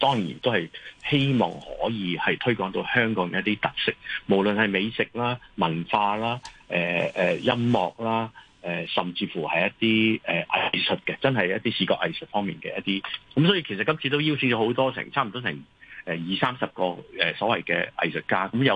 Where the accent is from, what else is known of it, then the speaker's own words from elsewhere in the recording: Guangdong, China; 我哋繁体字嘅招牌嗰啲咧，即系我哋广东人。